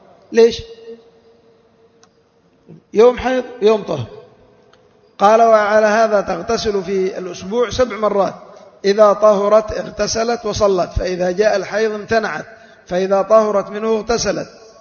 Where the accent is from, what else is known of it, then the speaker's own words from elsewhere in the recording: Yemen; عندنا في اليمن